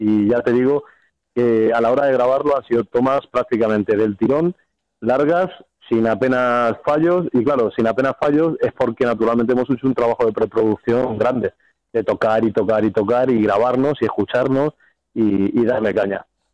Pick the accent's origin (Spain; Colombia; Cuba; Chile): Spain; Castilla-La Mancha; ya sabes, nosotros somos manchegos, o sea, del tema en inglés, te puedes imaginar.